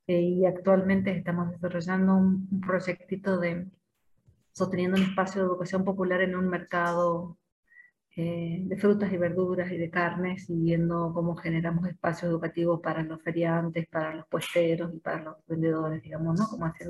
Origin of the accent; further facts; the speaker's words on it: Jujuy, Argentina; soy de Jujuy.